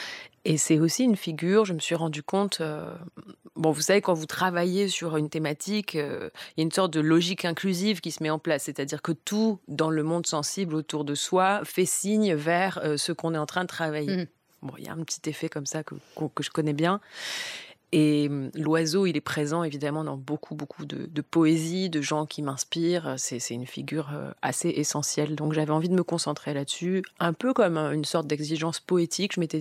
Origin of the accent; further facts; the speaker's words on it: Marseille, Provence-Alpes-Côte d'Azur, France; Et je l'en remercie en tant que Marseillaise, ex-Marseillaise.